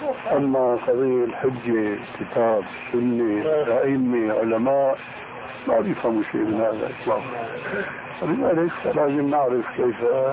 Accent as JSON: {"language": "Arabic", "town": "Damascus", "region": "Damascus Governorate", "country": "Syria", "said": "هذه ناس عندنا في دمشق يعمل حلقة"}